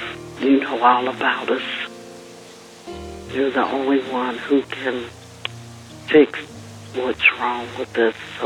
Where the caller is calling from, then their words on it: Fontana, California, United States; I'm calling from Fontana, California.